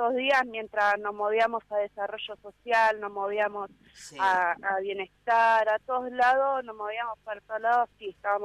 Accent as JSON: {"language": "Spanish", "town": "Pergamino", "region": "Buenos Aires Province", "country": "Argentina", "moved": "yes", "said": "Nosotros sí somos de Pergamino, hace 5 años que vinimos acá."}